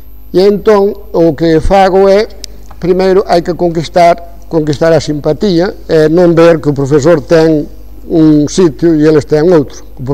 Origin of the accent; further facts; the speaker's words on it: Vilaseca, Galicia, Spain; Pero primeiro son de Vilaseca. Entendido? Son de Vilaseca.